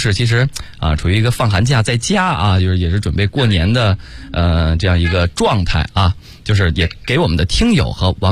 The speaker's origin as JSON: {"language": "Chinese", "country": "China"}